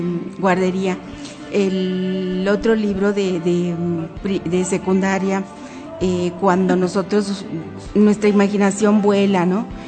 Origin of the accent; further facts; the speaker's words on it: Mexico; como mexicanos debemos de estar acompañándolo en su partida a otros mundos